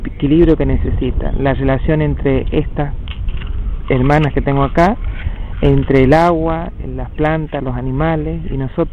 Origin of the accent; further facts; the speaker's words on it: Cuyo, Argentina; OMTA de la comunidad Huarpe San Luis, y venimos desde el territorio del Cuyum, desde que ahora se llama San Luis, San Juan y Mendoza. Bueno, somos preexistentes al Estado argentino